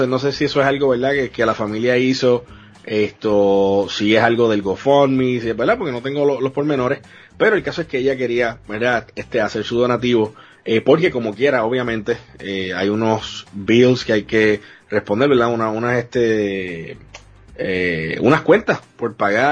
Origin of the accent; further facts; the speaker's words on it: Puerto Rico; Como puertorriqueño, viéndolo tantos años